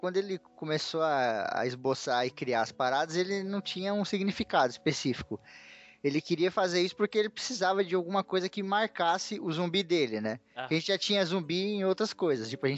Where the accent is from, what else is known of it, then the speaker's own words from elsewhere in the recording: São Paulo, Brazil; Eu sou de São Paulo, cara.